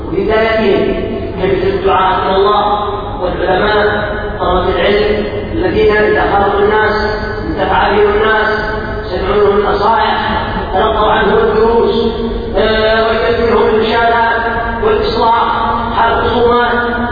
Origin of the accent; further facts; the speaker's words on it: Yemen; عندنا في اليمن الى رحمه الله تعود الناس المشاكل